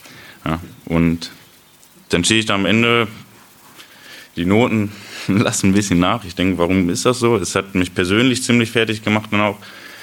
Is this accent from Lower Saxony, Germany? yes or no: yes; Osnabrück, Lower Saxony, Germany; habe mir in Osnabrück, wo ich herkomme, eine Gemeinde gesucht.